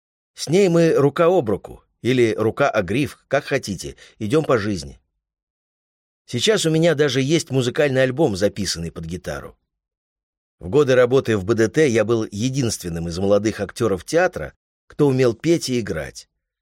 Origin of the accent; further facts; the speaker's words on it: Odesa, Odesa Oblast, Ukraine; я родом из Одессы, а в Одессе культ еды.